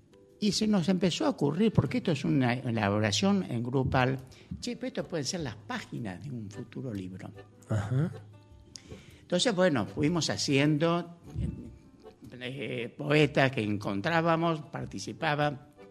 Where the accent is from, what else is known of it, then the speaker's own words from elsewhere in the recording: Ramos Mejía, Buenos Aires Province, Argentina; Yo soy de Ramos Mejía, de más o menos a unos pocos kilómetros de la General Paz, y terminé viviendo, cuando ya me mudé por acá, en pleno campo, en General Las Heras de Buenos Aires, es una zona rural.